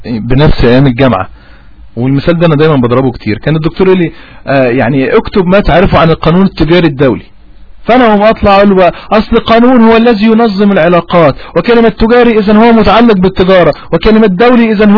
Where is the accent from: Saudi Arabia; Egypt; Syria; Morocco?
Egypt; Upper Egypt; أنا صعيدي والصعيدي ودماغي صارمة